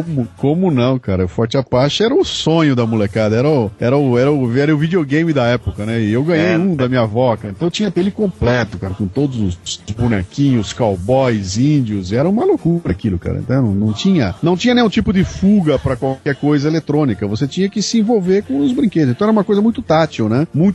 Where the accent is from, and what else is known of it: Bauru, São Paulo, Brazil; now in São Paulo, Brazil